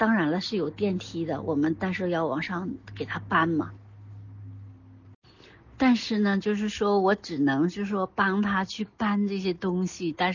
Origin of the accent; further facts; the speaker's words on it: China; 像我们中国人背的东西太多了，什么唐诗什么乱七八糟的